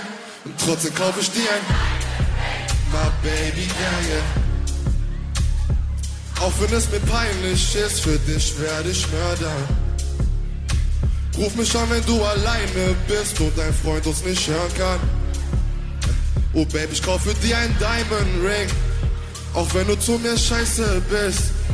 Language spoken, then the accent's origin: German; Aachen, North Rhine-Westphalia, Germany; Vielleicht wisst ihr, ich bin auch aus Aachen, ja, nein, ja.